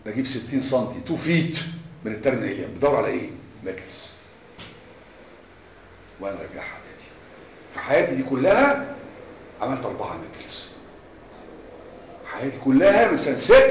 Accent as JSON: {"language": "Arabic", "country": "Egypt", "said": "لكن احنا عندنا في مصر شعبنا ما بيحبش العمليات."}